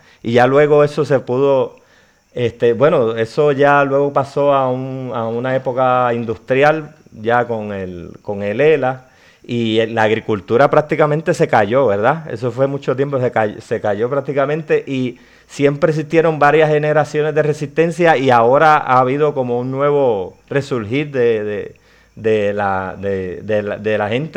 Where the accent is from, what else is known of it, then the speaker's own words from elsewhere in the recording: Pepino, Puerto Rico; Yo soy de Pepino, somos del área oeste de la isla.